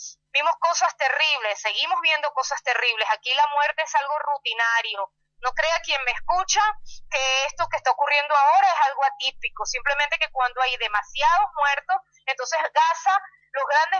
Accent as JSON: {"language": "Spanish", "country": "Venezuela", "tie": "born or raised there", "also_born_or_lived": "Buenos Aires, Argentina", "said": "Yo nací en Buenos Aires, pero mis padres por la dictadura militar tuvieron que emigrar a Venezuela y tengo desde los 5 años viviendo en Venezuela. Yo me siento latinoamericana"}